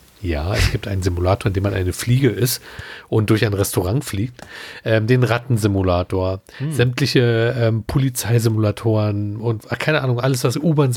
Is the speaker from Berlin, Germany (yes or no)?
yes; Berlin, Germany; auch als Berliner macht man ja Stadttouren